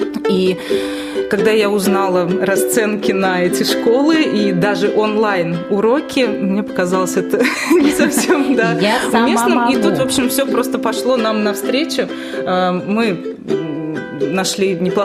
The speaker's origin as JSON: {"language": "Russian", "town": "Privolzhsk", "region": "Ivanovo Oblast", "country": "Russia", "tie": "born there", "said": "я родилась в Приволжске, и других как бы особых форм развития, так скажем, не было"}